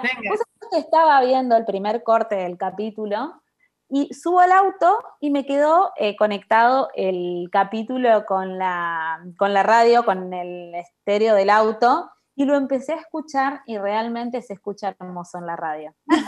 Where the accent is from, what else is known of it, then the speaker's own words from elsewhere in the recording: Chaco, Argentina; Es ser de Chaco, así que somos todas chaqueñas y chaqueños los que estamos en la producción.